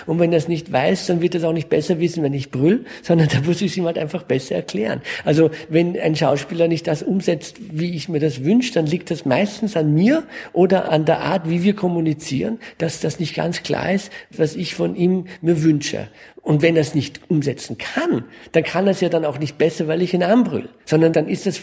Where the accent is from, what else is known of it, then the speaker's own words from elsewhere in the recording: France; Ich bin in Frankreich groß geworden. Also wir sind immer in einem anderen Land sozialisiert gewesen.